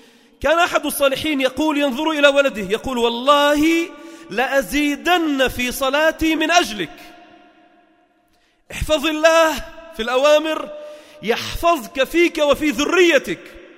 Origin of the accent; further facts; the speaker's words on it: Beirut Governorate, Lebanon; وقبره عندنا في لبنان في بيروت المحروسة